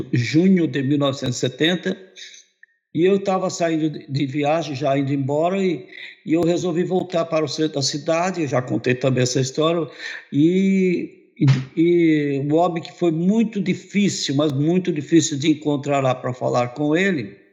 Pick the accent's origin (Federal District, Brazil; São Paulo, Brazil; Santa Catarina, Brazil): São Paulo, Brazil; Lavínia; also born or lived in São Caetano; now in Campo Grande, Brazil; Eu morava no interior, eu nasci em São Caetano, mas morava no interior do estado de São Paulo, numa cidade chamada Lavínia. Em 1959, eu vim para Campo Grande